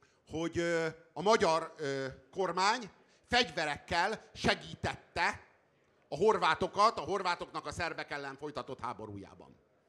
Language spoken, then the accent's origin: Hungarian; Hungary; Ott leszünk, nézni fogjuk a tűzijátékot, és büszkék leszünk, hogy magyarok vagyunk.